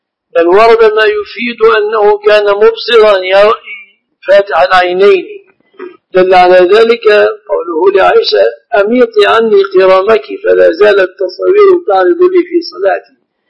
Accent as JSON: {"language": "Arabic", "country": "Egypt", "said": "نعم، الذهب من النهر في بلادنا مصر."}